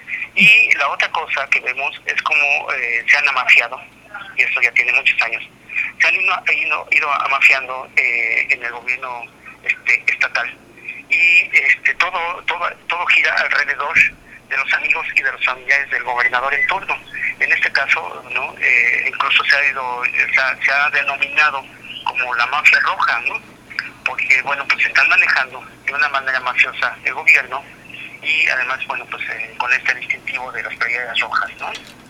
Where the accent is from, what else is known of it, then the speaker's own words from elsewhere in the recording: Sonora, Mexico; no como sonorense, sino como ciudadano del país